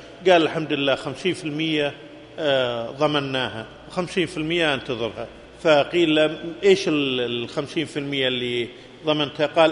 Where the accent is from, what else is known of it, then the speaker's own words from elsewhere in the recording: Kuwait; عندكم في السعودية وعندنا في الكويت